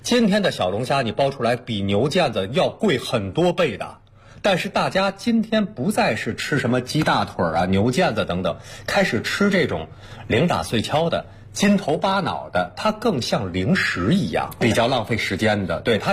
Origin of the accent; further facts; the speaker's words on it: Beijing, China; 我从小在北京的牛街边上长大